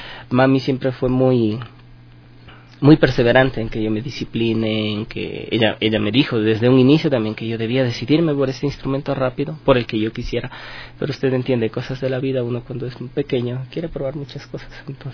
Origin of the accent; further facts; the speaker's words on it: Ambato, Tungurahua, Ecuador; en Ciudad de Ambato, de donde yo vengo